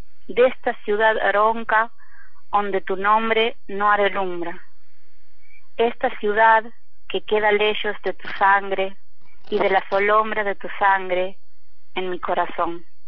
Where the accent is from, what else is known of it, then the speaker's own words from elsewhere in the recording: Tucumán, Argentina; born there; nací en Tucumán en 1974 y soy nieta de inmigrantes sefaradíes que vinieron de Turquía.